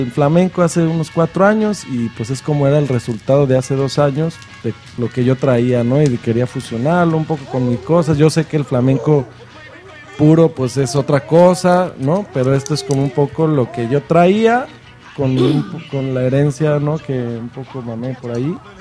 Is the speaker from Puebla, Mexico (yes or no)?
no; Guadalajara, Jalisco, Mexico; porque Cancún de Guadalajara, que yo soy de ahí de Guadalajara, pues está lejecito, está a sus 1,000, 2,000 kilómetros, ¿no?